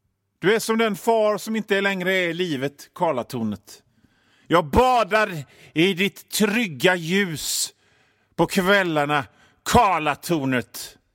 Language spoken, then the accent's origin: Swedish; Gothenburg, Västra Götaland County, Sweden; För att ni hör ju det på mitt sätt att prata, min dialekt. Jag är från Göteborg, jag bor i Göteborg. Jag bor i ett område som heter Masthugget. Och Masthugget ligger på en höjd.